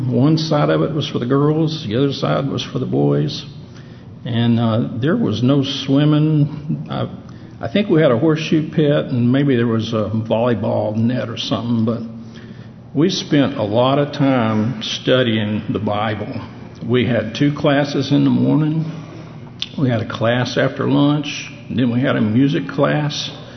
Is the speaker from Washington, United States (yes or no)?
no; Heber Springs, Arkansas, United States; Well, I was raised down in Central Arkansas, Heber Springs, just outside Heber Springs on a farm.